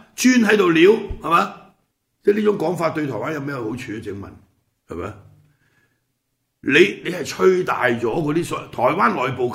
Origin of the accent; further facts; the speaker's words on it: Hong Kong; 對我哋香港人又好撚仇視嘅